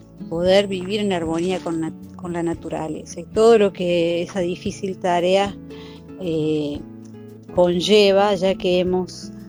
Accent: Cosquín, Córdoba, Argentina; born there; Soy nacida en Cosquín.

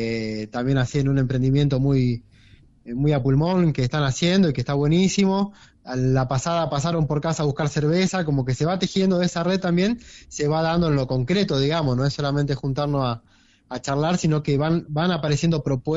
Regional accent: Cosquín, Córdoba, Argentina; Como yo soy de acá de Cosquín.

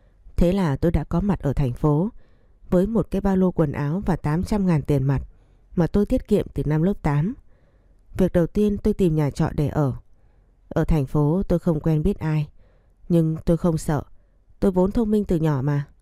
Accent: Cao Bằng, Vietnam; Tôi sinh ra và lớn lên ở Cao Bằng. Bố mẹ tôi làm nông nên vất vả, và nhà tôi nghèo lắm.

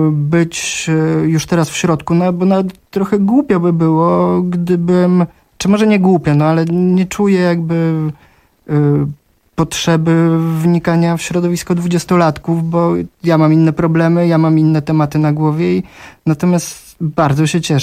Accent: Warsaw, Masovian Voivodeship, Poland; no siłą rzeczy, skoro jestem z Warszawy, no to poznawałem scenę warszawską

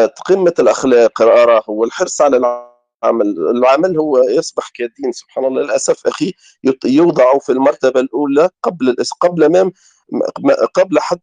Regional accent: Tunisia; now in France; هو تربى هنا في فرنسا يا أخي، وأنا تربيت في تونس

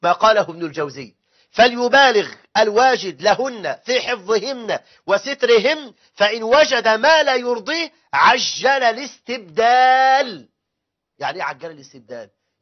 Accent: Egypt; هذا كلام قليل جدا عندنا في مصر

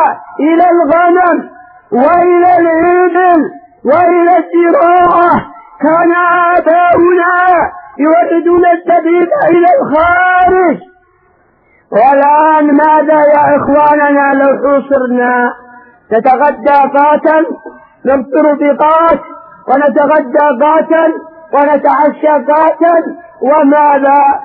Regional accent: Yemen; ابتلي بأمرين عندنا في اليمن الأعلى

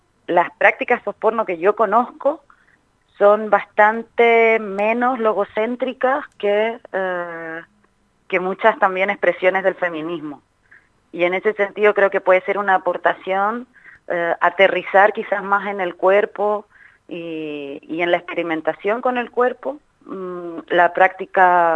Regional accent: Chile; now in Spain; soy de Chile, pero vivo en España hace un montón de años.

